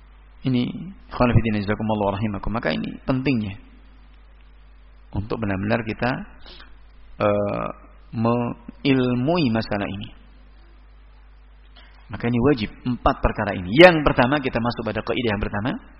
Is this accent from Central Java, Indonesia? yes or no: yes; Surakarta, Central Java, Indonesia; Apalagi saya datang dari Solo, ikonnya kesyirikan.